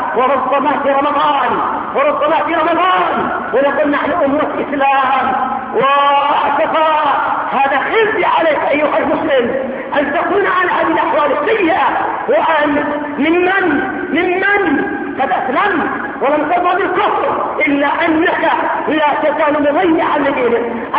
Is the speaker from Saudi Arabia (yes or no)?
no; Yemen; بالنسبة عندنا في اليمن القاف ضيع المسلمين،